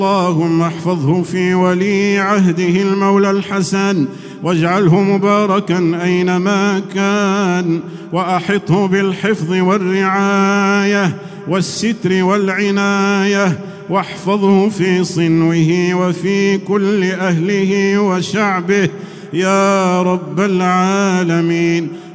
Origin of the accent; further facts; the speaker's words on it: Morocco; اللهم إنا نسألك يا الله أن تحفظ بلدنا المغرب الحبيب من كل بلاء وفتنة